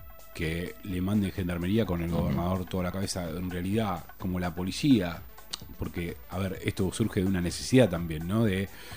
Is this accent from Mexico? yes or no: no; Lanús, Buenos Aires Province, Argentina; yo que soy de Lanús, en Lanús conviven 5 fuerzas en este momento.